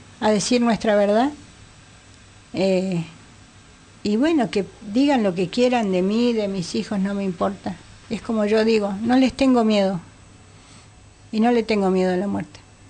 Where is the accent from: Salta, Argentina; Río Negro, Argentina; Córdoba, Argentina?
Río Negro, Argentina; Bariloche; Yo me crié en Bariloche